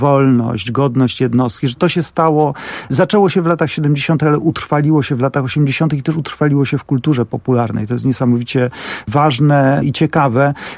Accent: Bielsko-Biała, Silesian Voivodeship, Poland; also born or lived in Żywiec; bo ja z Żywca wyjechałem, jak miałem 4 lata i zamieszkałem w Bielsku Białej, które jest takim większym miastem, wtedy wojewódzkim, ale Żywiec dobrze znam, bo z Żywcem cały czas mam kontakt.

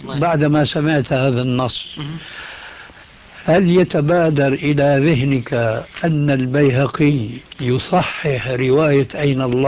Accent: Syria; كما يقولوا عندنا في الشام من فوق الأساطيح

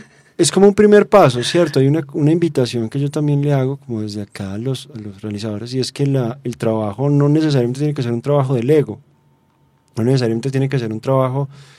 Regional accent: Colombia; pues que sea rentable para nosotros como colombianos

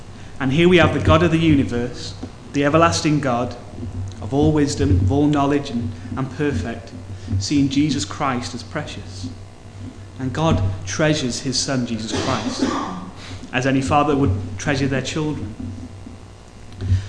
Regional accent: Wales, United Kingdom; No, okay. I'm Welsh, I don't care.

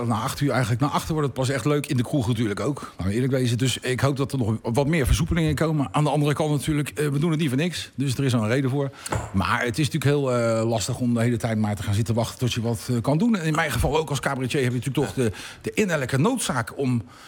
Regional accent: The Hague, South Holland, Netherlands; En dat is voor mij als Hagenees natuurlijk helemaal verschrikkelijk.

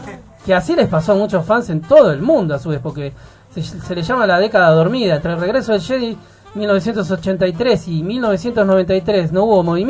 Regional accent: Argentina; born there; nacimos en Argentina, nadie más que nosotros puede saber de artículos de Argentina

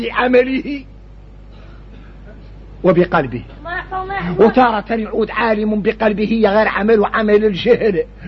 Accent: Mauritania; احنا موريتاني بينا الشدة تجهل الواحد منا

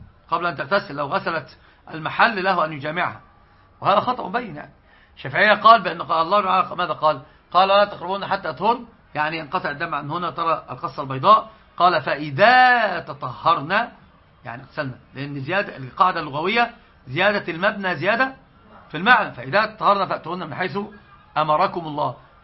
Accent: Egypt; طبعا عندنا في مصر

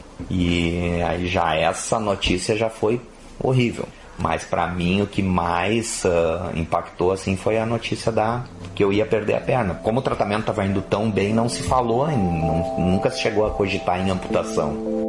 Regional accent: Estrela, Rio Grande do Sul, Brazil; eu sou natural de Estrela, só que eu estudava em Estância Velha no Senai. Então eu ficava durante a semana em Estância Velha e só voltava para casa final de semana.

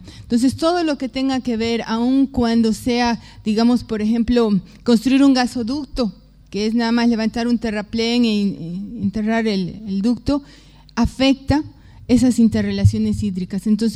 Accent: Bolivia; pero no en mi país, no en Bolivia, sino del otro lado

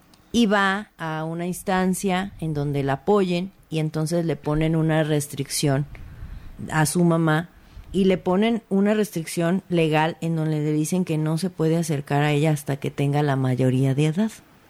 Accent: Mexico; los mexicanos somos mucho de adoptar, porque así somos los mexicanos

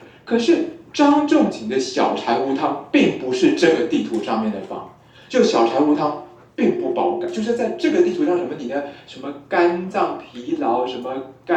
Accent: Taiwan; 就我们台湾人用科学中药啊，那克数就可以更低

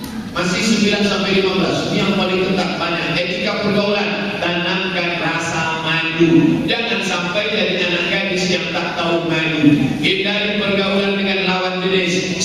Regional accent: Java, Indonesia; Kita orang Jawa, nunjuknya gini.

